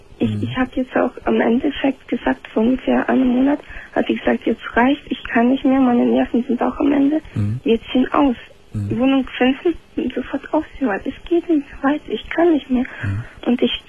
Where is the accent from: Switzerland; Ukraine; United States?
Ukraine; now in Germany; Aus Ukraine.